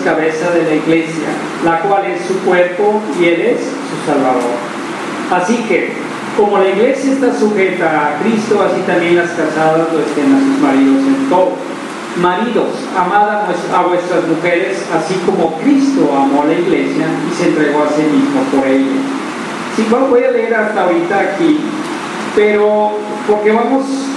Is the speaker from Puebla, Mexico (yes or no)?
no; Tlaquepaque, Jalisco, Mexico; born there; Yo nací en Tlaquepaque, Jalisco, la capital del mundo.